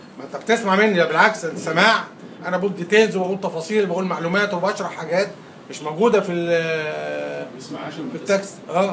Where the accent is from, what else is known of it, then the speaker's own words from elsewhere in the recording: Egypt; عندنا في مصر